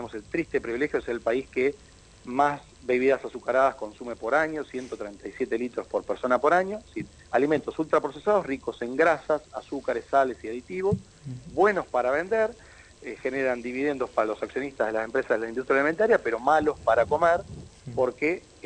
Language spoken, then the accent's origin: Spanish; Argentina; un país netamente urbano como es Argentina, 92% de nuestra población vive hoy en pueblos y ciudades